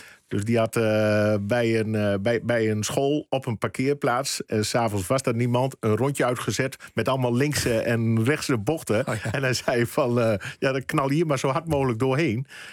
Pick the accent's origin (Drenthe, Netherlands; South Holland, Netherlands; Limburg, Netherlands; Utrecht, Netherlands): Drenthe, Netherlands; Emmen; ik kom uit Emmen.